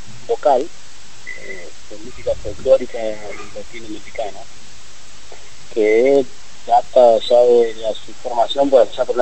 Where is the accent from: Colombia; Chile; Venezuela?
Colombia; tres somos colombianos, sí, Gabriel Campostrini, Juan y yo.